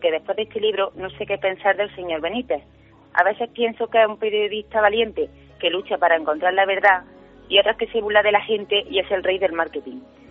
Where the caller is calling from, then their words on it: Córdoba, Andalusia, Spain; de Córdoba y mi pregunta va dirigida